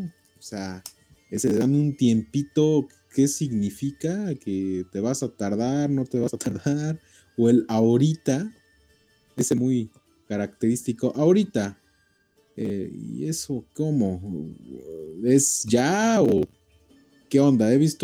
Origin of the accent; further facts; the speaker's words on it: Puebla, Mexico; accent: Poblano; nosotros como mexicanos, si vamos a otro estado, pero si es de los poblanos, tenemos nuestra forma de hablar, nuestro acento, ¿sí? Muy característico. La gente dice que somos, que cantamos mucho las palabras, las damos como cantaditas